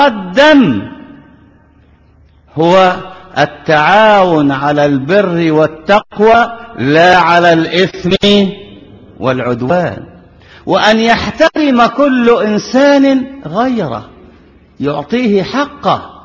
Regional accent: Egypt; ونحن أبناء مصر كلنا كما قلت تقلنا أرض واحدة

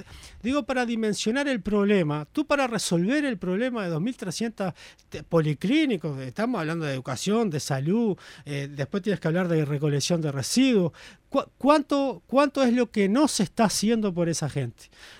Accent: Maldonado, Uruguay; Como soy de Maldonado y conozco más

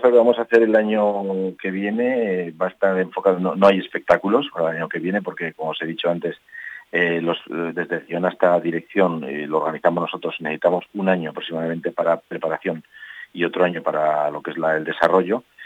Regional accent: Cintruénigo, Navarre, Spain; Como la mayoría de los patronos somos de Cintruénigo, pues la mayoría de las cositas que estamos haciendo tienen que ver con Cintruénigo.

